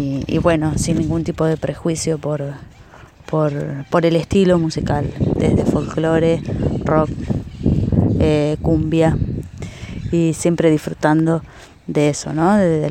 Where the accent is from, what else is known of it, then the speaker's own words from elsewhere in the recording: Lincoln, Buenos Aires Province, Argentina; de Lincoln, profe de música